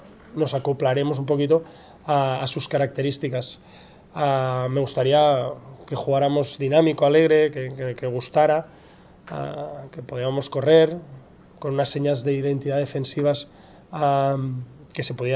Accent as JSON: {"language": "Spanish", "town": "Badalona", "region": "Catalonia", "country": "Spain", "said": "somos los dos de Badalona, de la misma cantera"}